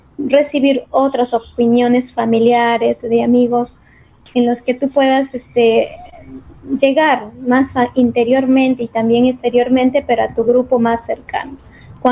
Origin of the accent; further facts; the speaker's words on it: Chachapoyas, Amazonas, Peru; A Chuchapoyas, que me vio crecer, me vio formarme profesionalmente.